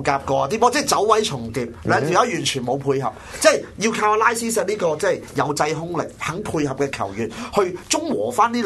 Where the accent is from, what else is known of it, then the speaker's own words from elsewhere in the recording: Hong Kong; 其实我哋作为香港球迷，作为一个香港人